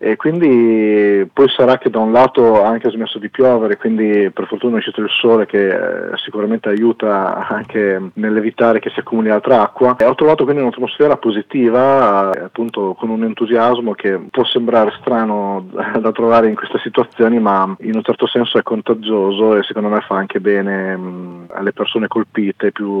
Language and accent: Italian; Cesena, Emilia-Romagna, Italy; now in Forlì, Italy; sia a Cesena, che è la mia città natale, e a Forlì, che è la città dove vivo oggi.